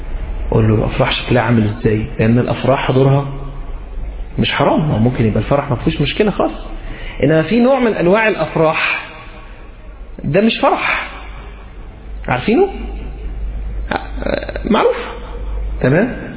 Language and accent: Arabic; Egypt; عندنا في مصر منتشر مساله ان هو تبقى هي محجبه وبتلبس فستان